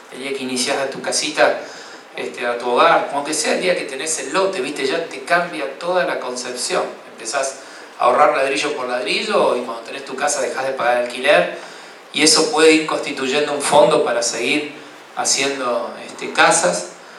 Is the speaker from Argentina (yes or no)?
yes; San Francisco, Córdoba, Argentina; born there; soy una persona del interior, nací en San Francisco, un pueblo pegadito a Santa Fe